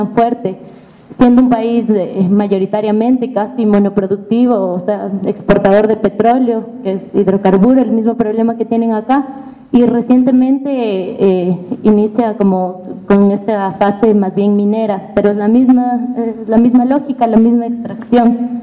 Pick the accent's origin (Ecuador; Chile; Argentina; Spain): Ecuador; Quito, Pichincha; hemos hecho en Quito, que es de donde vengo yo